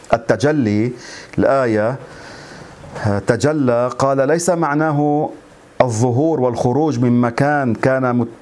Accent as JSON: {"language": "Arabic", "country": "Lebanon", "said": "يعني عندنا في لبنان بيقولوا شعر بخشي لأنه وحده"}